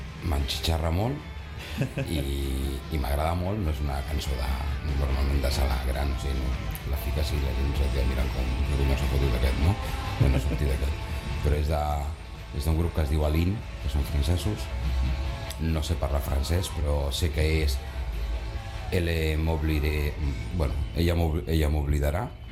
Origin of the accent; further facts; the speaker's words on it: Barcelona, Catalonia, Spain; Jo estic enamorat de la meva ciutat, soc de Barcelona, se m'omple la boca de Barcelona